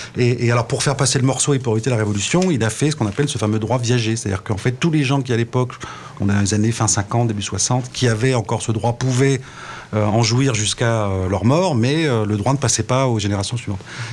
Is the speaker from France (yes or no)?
yes; Grand Est, France; Alors l'histoire du schnapps, c'est parce que moi je viens évidemment d'Alsace.